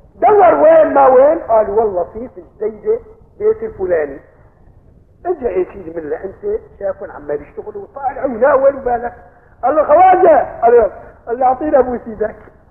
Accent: Aleppo, Aleppo Governorate, Syria; هذا قضيب البال مشهور كان عندنا في حلب

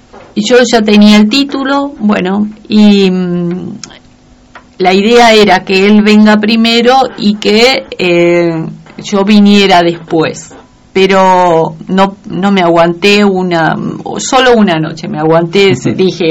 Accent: Concepción, Tucumán, Argentina; En el sur de la provincia, uh-huh. En Concepción. Ajá. Mis padres viven en el campo, mi mamá falleció el año pasado, mi papá todavía vive. Ellos viven, yo crecí cultivando

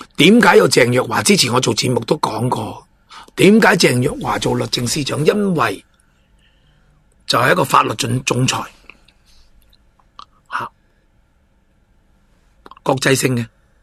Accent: Hong Kong; 我做我系香港人，我想香港喺法治、自由、民主各方面保持到我哋嘅独立性

